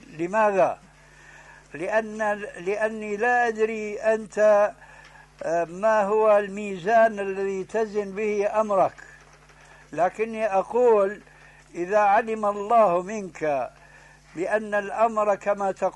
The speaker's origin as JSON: {"language": "Arabic", "country": "Syria", "said": "أنت باعتبارك جزائري وأنا سوري"}